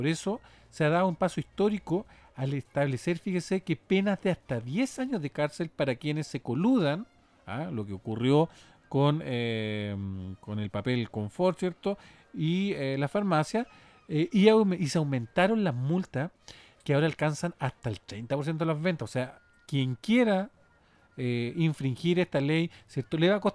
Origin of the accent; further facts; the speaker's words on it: Chile; ¿Cómo somos los chilenos y las chilenas como consumidores?